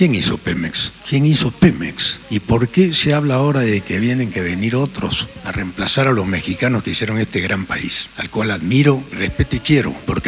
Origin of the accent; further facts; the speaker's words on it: Peru; Señor presidente, vengo desde Perú y lo conozco gracias a las redes sociales. En mi país el silencio ha sido cómplice